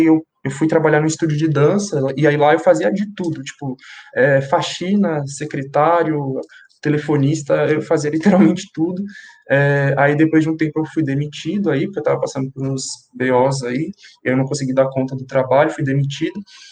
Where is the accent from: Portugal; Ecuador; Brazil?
Brazil; São Paulo; eu tenho 20 anos, nasci na Brasilândia, zona norte de São Paulo, né, extremo norte, nasci na favela do Jardim Vista Alegre, mas cresci na favela do Jardim Elisa Maria. Meus pais são migrantes nordestinos